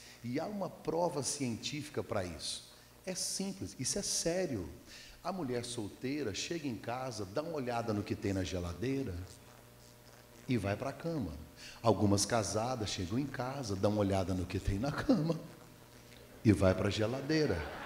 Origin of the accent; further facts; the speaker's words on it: Goiás, Brazil; moved away as an adult; now in London, United Kingdom; eu sou de Goiás.